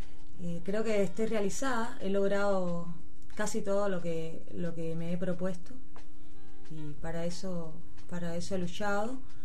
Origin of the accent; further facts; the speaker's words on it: Cuba; moved away; Vengo de Cuba, estoy acá por amor. Me enamoré, por eso me vine para acá.